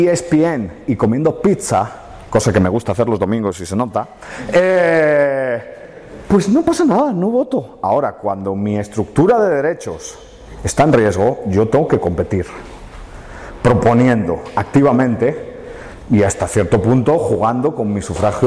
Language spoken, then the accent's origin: Spanish; Spain; Y eso es un problema que como españoles tenemos, ¿no?